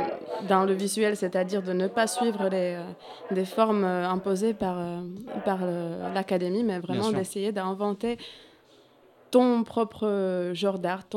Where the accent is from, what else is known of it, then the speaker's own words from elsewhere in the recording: Prague, Czechia; En fait, en plus, comme j'ai dit, je viens de Prague